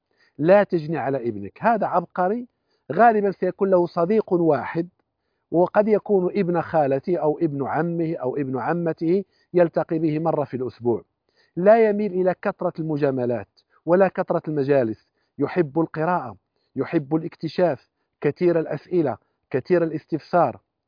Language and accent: Arabic; Kuwait; وهو من الدكاترة المعروفين عندنا في الكويت